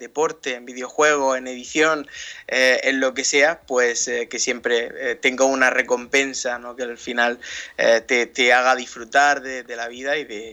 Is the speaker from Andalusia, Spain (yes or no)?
yes; Almería, Andalusia, Spain; soy de Almería, una ciudad al sureste de España, justo en el sureste, en la esquinita sureste de la península ibérica.